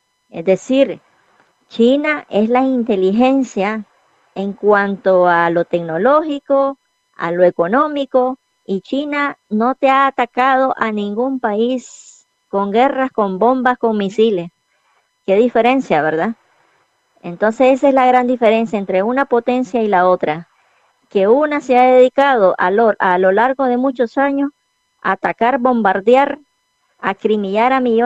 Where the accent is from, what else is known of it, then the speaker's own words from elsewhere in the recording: Nicaragua; como ciudadana nicaragüense, como habitante en mi país, que estoy viviendo en mi país